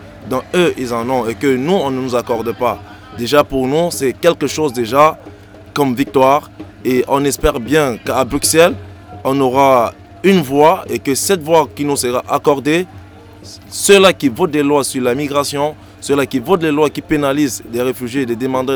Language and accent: French; Cameroon; now in Europe; Je suis originaire de l'Afrique, s'il faut le dire, et précisément du Cameroun.